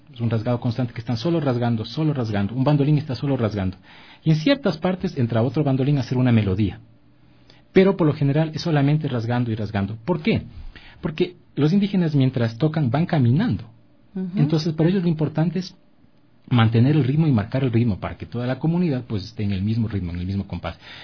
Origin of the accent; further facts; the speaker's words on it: Otavalo, Imbabura, Ecuador; Porque como soy de Otavalo, pues mis vacaciones las pasaba en Otavalo.